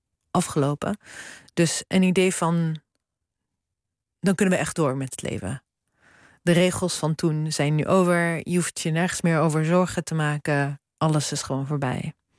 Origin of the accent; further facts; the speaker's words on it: Zwolle, Overijssel, Netherlands; ja, dit was mijn jeugd in Zwolle.